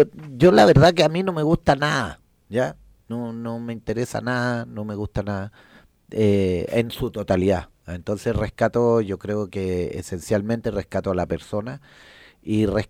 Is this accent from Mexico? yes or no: no; Chile; es un poco loco como somos los chilenos